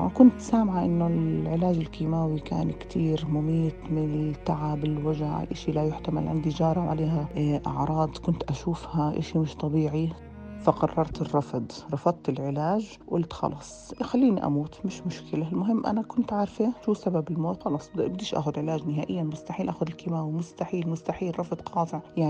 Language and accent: Arabic; Jordan; من الأردن، عمري 54 سنة، متزوجة وربة بيت حالياً